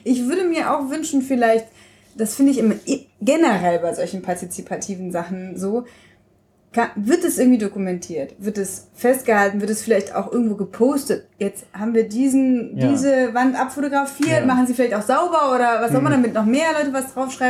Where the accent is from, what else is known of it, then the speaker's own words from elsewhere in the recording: Berlin, Germany; damit sind wir ja groß geworden in Berlin.